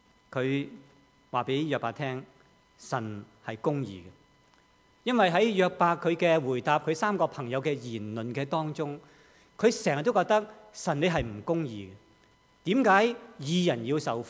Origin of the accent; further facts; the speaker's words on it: China; 但是好像我们中国人所说的、我们要悬崖勒马这样